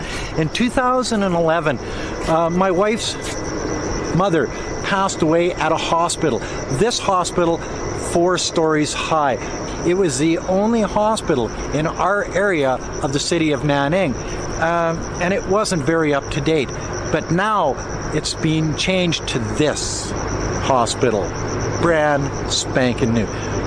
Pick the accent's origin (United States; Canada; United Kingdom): Canada; now in China; I'm a Canadian that's been living in China for going on 18 years now.